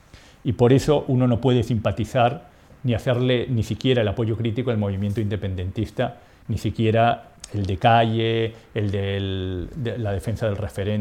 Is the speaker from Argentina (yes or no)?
no; Uruguay; born there; incluso, como te dije, nací en Uruguay